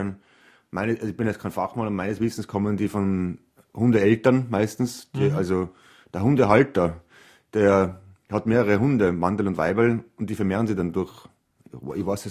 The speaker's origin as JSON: {"language": "German", "region": "Trentino-Alto Adige", "country": "Italy", "said": "obwohl ich ein einfacher Mensch aus den Bergen bin, aus den Südtiroler Bergen, ich bin sehr stolz darauf"}